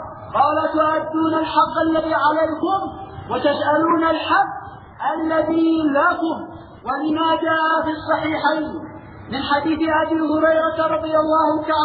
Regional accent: Yemen; انظروا دعوة الشيعة عندنا باليمن

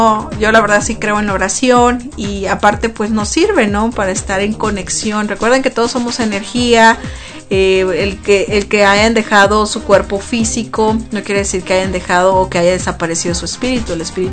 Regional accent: Mexico; tradición es muy bonita en México. Cuando ya ahorita se viene el Día de los Muertos, por lo menos en mi tierra, en mi pueblo, por allá, venden flores

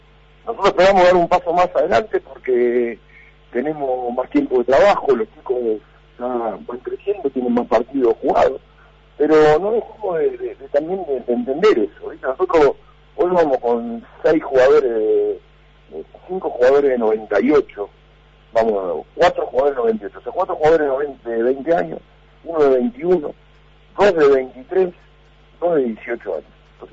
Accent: Argentina; vos sabés cómo somos, y sobre todo como somos los argentinos, ¿no?

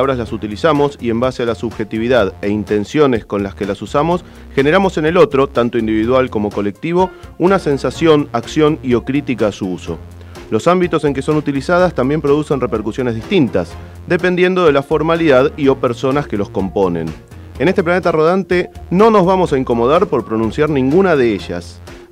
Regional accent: Argentina; somos argentinos y a mucha honra.

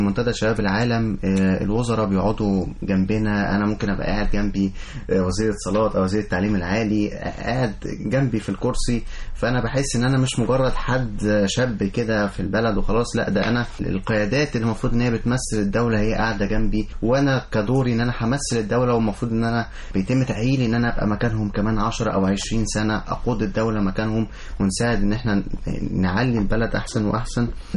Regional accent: Egypt; انا كشاب مصري ان انا هقود البلد قدام

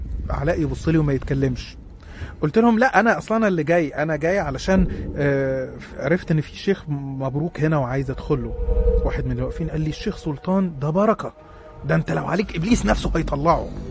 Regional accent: Minya, Minya Governorate, Egypt; عندي 20 سنة. أنا من الصعيد وتحديدا من المنيا. عايش في المنيا أنا ووالدتي ووالدي متوفى.

